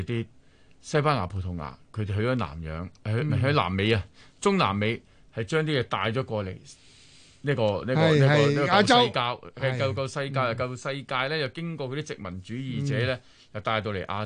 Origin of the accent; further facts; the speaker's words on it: China; 其實唔係我哋中國人嘅，